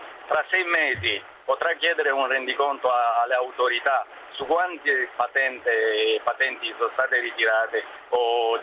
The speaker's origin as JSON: {"language": "Italian", "country": "Romania", "lives_now": "Bergamo, Italy", "said": "come romeno adesso è difficile essere irregolare, perché essendo comunitario"}